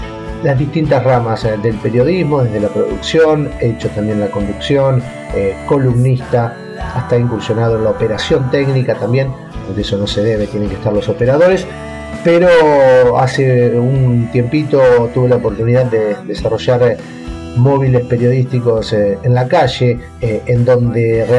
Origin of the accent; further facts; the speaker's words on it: Las Flores, Buenos Aires Province, Argentina; born there; now in La Plata, Argentina; nací en Las Flores, a 180 kilómetros de la ciudad de La Plata, en la provincia de Buenos Aires. Desde el año 96 que estoy viviendo en la capital de la provincia de Buenos Aires.